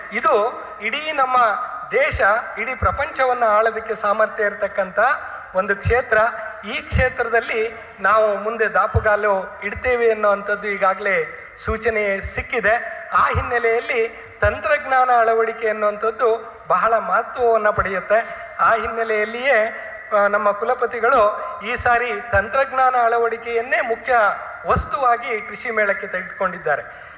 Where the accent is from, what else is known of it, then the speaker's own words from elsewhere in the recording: Karnataka, India; ನಾವು ಕರ್ನಾಟಕದವರು